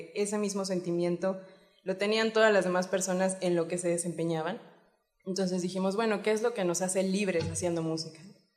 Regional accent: Puebla, Mexico; soy la cantante y soy de Puebla, por lo cual le mando un saludo a mis papás

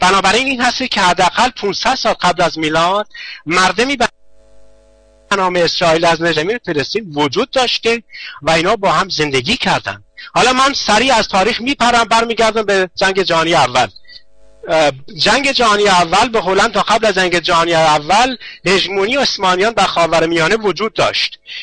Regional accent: Iran; now in Germany; بلکه من یک ایرانی هستم

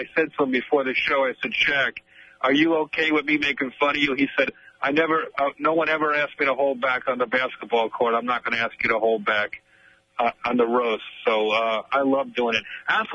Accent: New York City, New York, United States; Well, I'm a New Yorker, so he's like an icon for us.

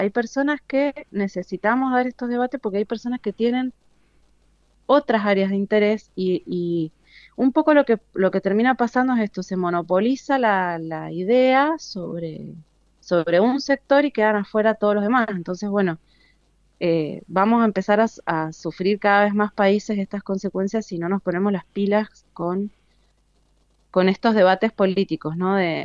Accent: Argentina; hoy como argentinas y argentinos somos digamos, el modelo a mirar sobre lo que no hay que hacer

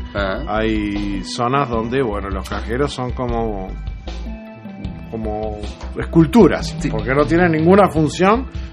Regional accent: Uruguay; nosotros como uruguayos no lo podemos, no podemos ser ese reflejo en el extranjero

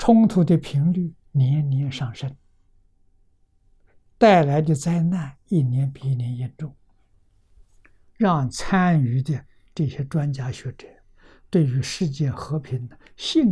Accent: Lujiang, Anhui, China; 在我的老家安徽庐江，啊，有个小镇叫汤池小镇

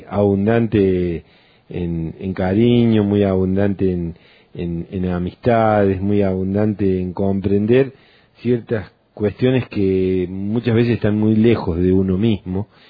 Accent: Córdoba, Argentina; soy lugareño, ¿no? Soy una persona nacida, criada durante gran parte de mi niñez y mi adolescencia en Tras la Sierra

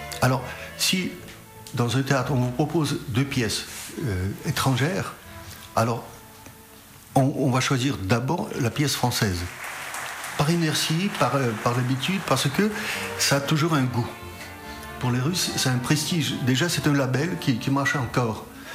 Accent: Paris, Île-de-France, France; moi je viens de Paris

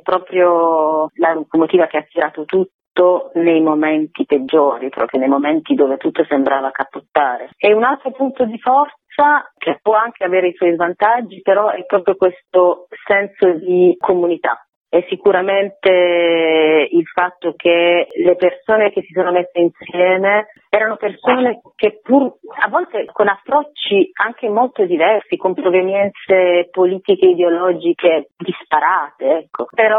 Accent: Bari, Apulia, Italy; io, che sono originaria della Puglia, però di Bari

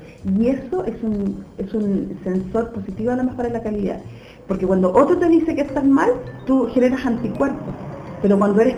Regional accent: Puente Alto, Santiago Metropolitan Region, Chile; Quiero saludar a todos los puentealpinos, porque es mi tierra, es mi pueblo

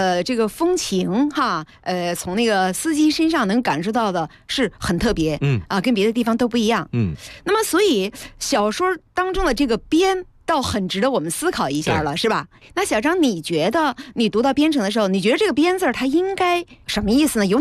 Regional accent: Chongqing, China; 顺便我是说一下，我是重庆人

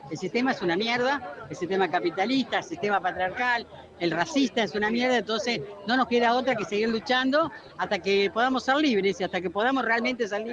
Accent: La Plata, Buenos Aires Province, Argentina; soy de la ciudad de La Plata. Pero venimos con alegría, con calor, pero con alegría a Buenos Ai

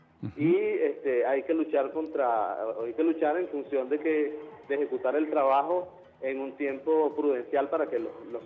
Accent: Guárico, Venezuela; now in Los Teques, Venezuela; Yo soy del estado Guárico. Uh-huh. Del estado Guárico. Tengo años residiendo por aquí, por el área, digamos, por la Gran Caracas. Vivo en Los Teques, pero yo soy del estado Guárico.

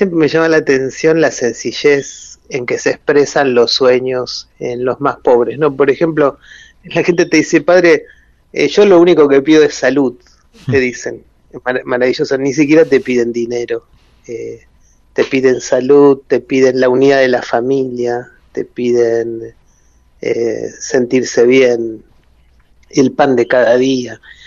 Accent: Buenos Aires, Argentina; born there; yo soy de la clase media porteña, yo nací en Buenos Aires, en el barrio de Caballito

